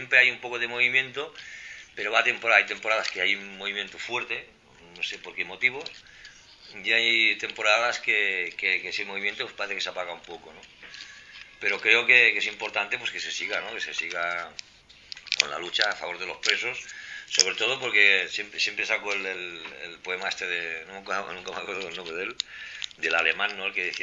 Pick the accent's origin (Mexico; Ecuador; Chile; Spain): Spain; Vic, Catalonia; yo en Vic, en la comarca de donde soy, al revés, ¿no?